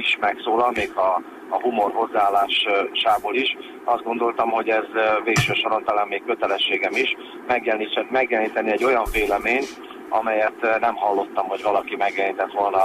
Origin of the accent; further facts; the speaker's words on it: Hungary; az elmúlt hetekben olyan állapotok kezdtek uralkodni szülővárosomban, és hazámban